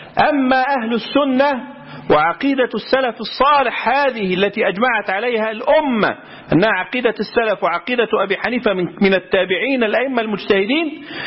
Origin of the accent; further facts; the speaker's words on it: Egypt; وعندنا في مصر القضاء الشرعي يحكم بهذا